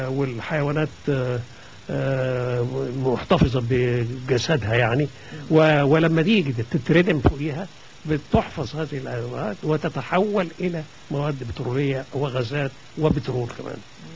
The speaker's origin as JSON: {"language": "Arabic", "country": "Egypt", "said": "وأنا عايز أقول لك إن كمية الغاز اللي عندنا في مصر"}